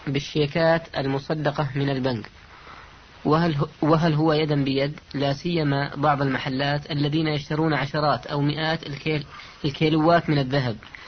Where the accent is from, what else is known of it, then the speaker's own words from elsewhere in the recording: Saudi Arabia; الموجود عندنا في